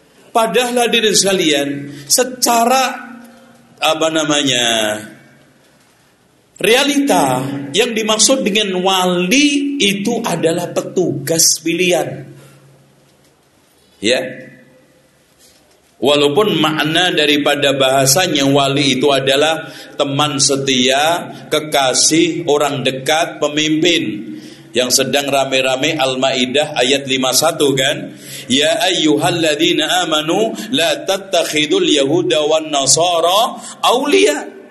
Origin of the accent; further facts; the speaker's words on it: Java, Indonesia; kita orang Jawa selama ini lebih memitoskan, mendongengkan ala ketoprak dengan wayang daripada sejarah